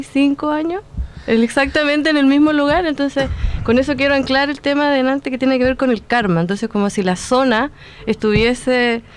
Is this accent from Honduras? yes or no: no; Chiguayante, Biobío, Chile; yo soy de Chiguayante